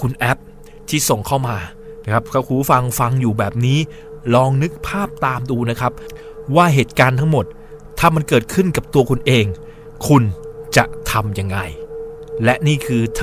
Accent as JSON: {"language": "Thai", "region": "Southern Thailand", "country": "Thailand", "said": "ทั้งที่หนูเป็นเด็กใต้ที่พูดใต้ไม่เก่ง"}